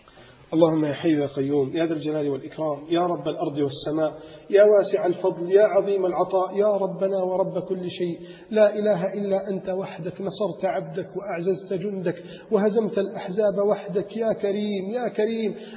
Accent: Alexandria, Alexandria Governorate, Egypt; لم يستطيعوا توديعه على الشاطئ عندنا في الإسكندرية

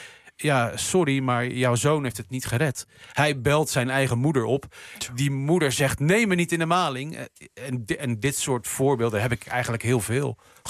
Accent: Rotterdam, South Holland, Netherlands; Nou ja, ik was toen 8. Ik kom uit Rotterdam.

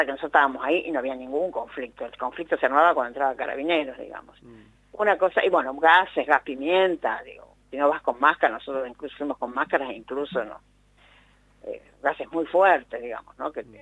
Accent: Argentina; algo insólito para nosotros como argentinos

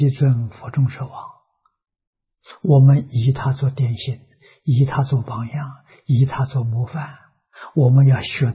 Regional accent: China; 我中国人有中国人生活习惯，有中国人文化。

